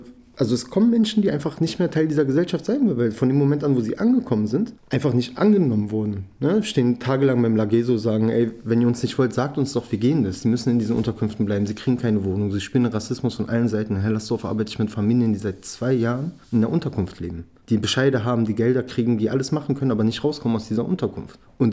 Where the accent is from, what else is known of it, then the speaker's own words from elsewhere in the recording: Berlin, Germany; Ich komme selber aus dem Wrangelkiez.